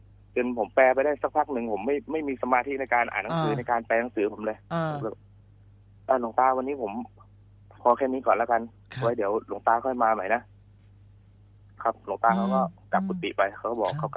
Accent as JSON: {"language": "Thai", "region": "Trat", "country": "Thailand", "said": "ตอนที่อยู่จังหวัดตราดเนี่ยครอบครัวผมค่อนข้างจะยากจนนะครับก็เลยบวชเรียนครับไปบวชเรียนที่วัดในจังหวัดตราด"}